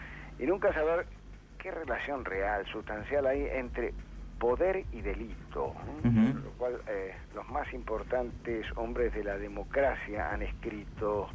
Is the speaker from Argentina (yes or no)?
yes; Argentina; yo decía que en mi país está prolijamente eludido el debate del porqué de la violencia externa, la del que agrede al otro, porque ese debate definiría quiénes son todos los responsables mayores de una Argentina